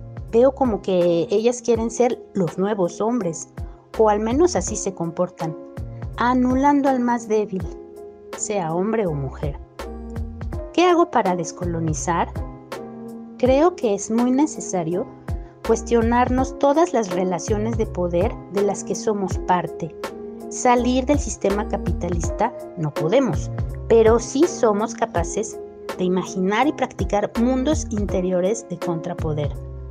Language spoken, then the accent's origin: Spanish; Mexico; antropóloga de México.